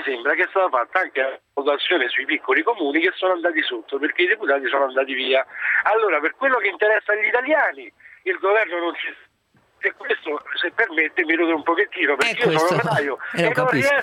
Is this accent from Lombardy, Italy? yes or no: no; Rome, Lazio, Italy; now in Modena, Italy; io sì, chiamo da Modena, ma sono di Roma.